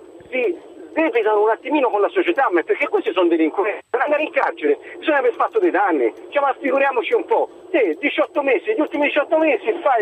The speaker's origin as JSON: {"language": "Italian", "town": "Prato", "region": "Tuscany", "country": "Italy", "said": "Io sono di Prato"}